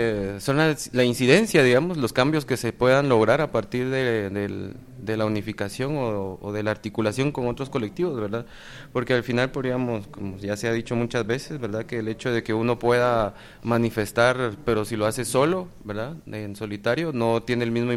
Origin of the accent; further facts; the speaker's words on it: Guatemala; tenemos las capacidades como ciudadanía guatemalteca